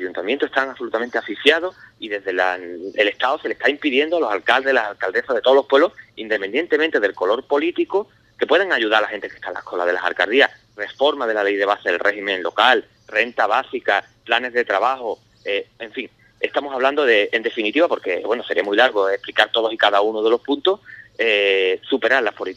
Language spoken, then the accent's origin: Spanish; Medina Sidonia, Andalusia, Spain; El campo de la sierra, de la campiña, yo soy de Medina Sidonia, el campo de Jerez